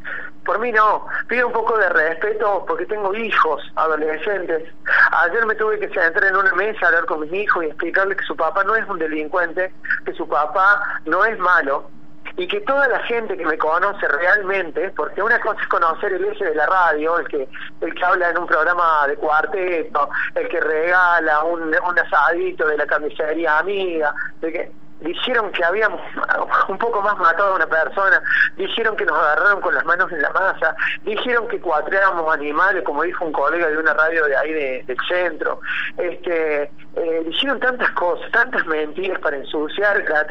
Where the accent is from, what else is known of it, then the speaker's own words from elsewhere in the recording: Córdoba, Argentina; defiendo la bandera de Córdoba, defiendo mi tierra porque es mía